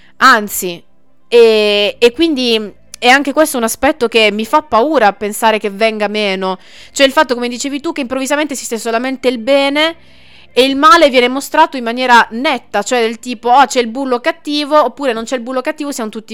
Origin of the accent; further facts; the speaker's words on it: Bari, Apulia, Italy; io sono di Bari, ho studiato prevalentemente in Puglia